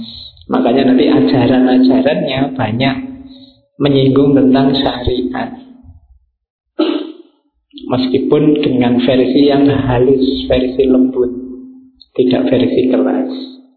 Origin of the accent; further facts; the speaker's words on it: Java, Indonesia; karena saya orang Jawa ya yang diangkat Jawa-Jawa.